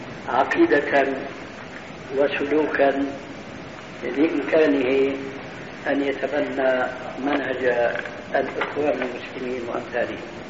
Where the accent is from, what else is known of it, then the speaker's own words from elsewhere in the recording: Damascus, Damascus Governorate, Syria; وأنا أعرف وأنا سوري دمشقي كما تعلمون